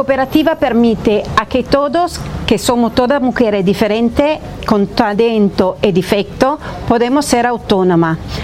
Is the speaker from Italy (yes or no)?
yes; Italy; Spanish is a second language; perdona, soy italiana, entonces a veces fallo con la palabra